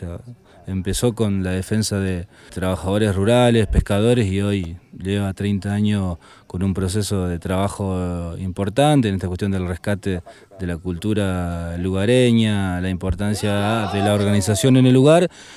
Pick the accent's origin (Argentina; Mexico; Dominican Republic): Argentina; Santa Fe; vengo del norte de la provincia de Santa Fe